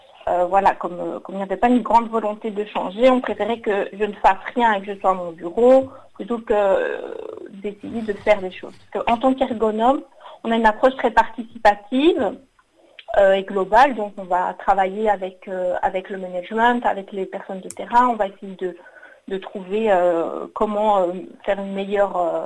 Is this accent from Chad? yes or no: no; Belgium; j'ai 35 ans et je suis originaire de Belgique.